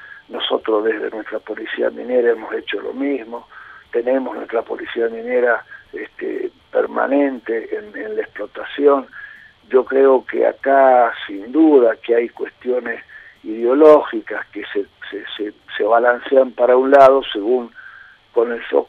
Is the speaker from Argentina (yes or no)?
yes; Argentina; con mucha racionalidad, como somos los argentinos y cómo hemos venido construyendo lo que se ha construido en este país